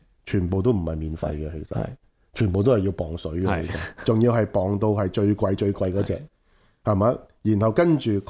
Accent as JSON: {"language": "Cantonese", "town": "Tung Tau Village", "region": "Kowloon City", "country": "Hong Kong", "tie": "born or raised there", "said": "我小细个咧，我系喺徙置区长大，我喺东头村长大。东头村系狗贩之地，就系、是、被誉为呢个东九龙嘅毒品同埋黑帮超级市场。"}